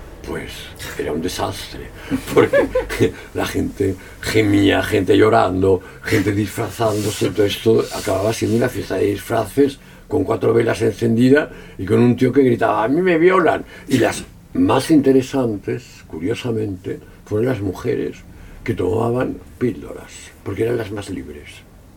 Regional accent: Catalonia, Spain; sí, soy catalán

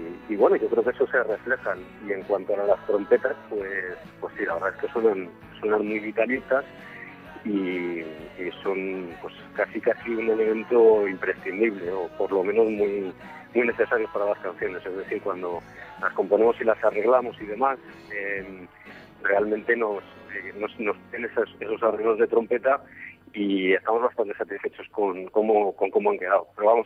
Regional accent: Madrid, Community of Madrid, Spain; tres madrileños y un alemán, que se llama Ur, y que realmente yo somos los madrileños

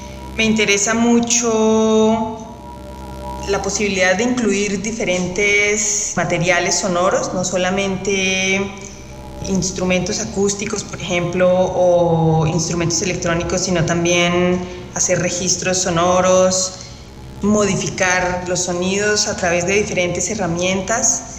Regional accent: Colombia; soy artista sonora, soy compositora colombiana.

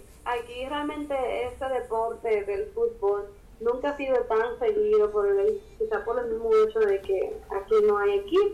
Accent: Dominican Republic; accent: Dominican; A mí siempre me dicen que a mí se me nota mucho mi acento dominicano. Yo también noto bastante que soy dominicano en mi acento. Yo obviamente no lo noto porque yo siempre he hablado así.

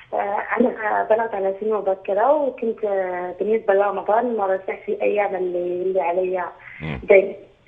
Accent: Morocco; now in Belgium; وهو من دولة الإمارات وأنا مغربية عايشة بلجيكا

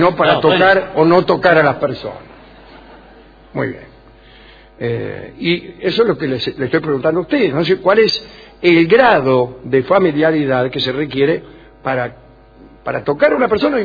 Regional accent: Bolívar, Buenos Aires Province, Argentina; soy de Bolívar.

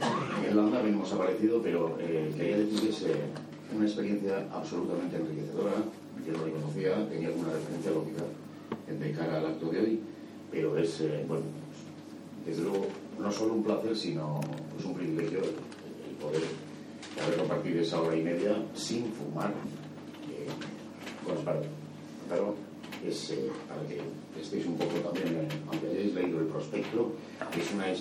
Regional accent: Bilbao, Basque Country, Spain; me he recuperado solo porque soy de Santucho Bilbao

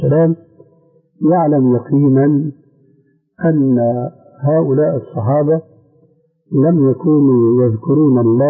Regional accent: Syria; لكن النوبات مستعملة عندنا في سوريا وهي أنسب لهم

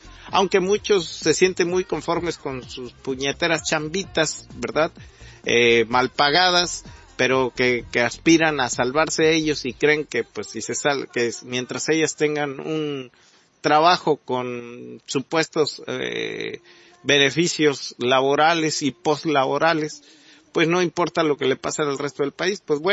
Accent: Mexico; nos dejaron a todos los mexicanos viviendo con migajas. Somos el país de América Latina que ganamos menos

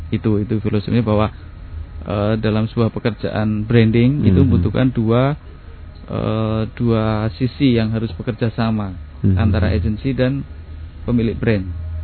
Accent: Surakarta, Central Java, Indonesia; Iya, saya Solo karena saya terpisah dengan ibu dari usia 12 tahun karena saya ikut bude saya

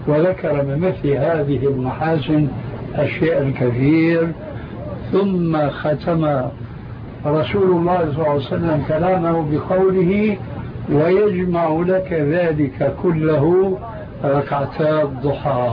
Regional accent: Syria; يقولون: عندنا في سوريا كالحردون في حيوان البرية.

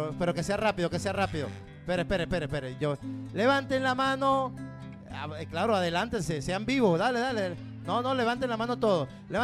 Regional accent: Caracas, Capital District, Venezuela; Soy de La Vega, 250 escalones por allá arriba, después el vendedor de chirri, ahí estoy al lado.

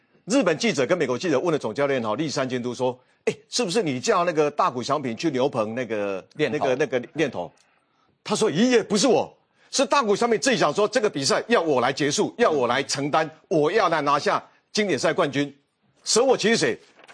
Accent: Taichung, Taiwan; 他既然提那么多，我台中人，我应该有资格讲一下

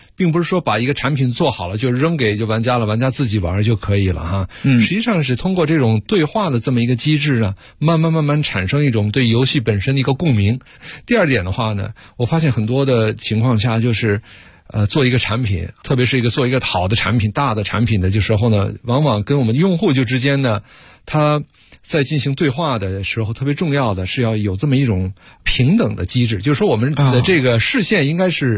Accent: Beijing, China; 是 PlayStation 中国业务的负责人。大家听我讲话呢，可能不太以为我是一个外国人哈，实际我呢本人是在北京长大的，当时呢是一个小外，现在是一个老外了。

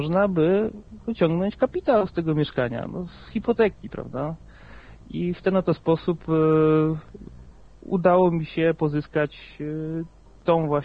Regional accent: Kielce, Świętokrzyskie Voivodeship, Poland; also born or lived in Łódź; bo ja oryginalnie jestem z Kielc, tam się urodziłem, wyjechałem na studia do Łodzi i tutaj sobie mieszkam.

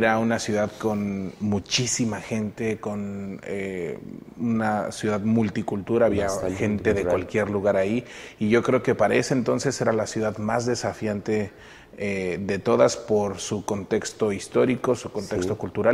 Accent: Mexico City, Mexico; también estudio la licenciatura en teología y también soy de la Ciudad de México.

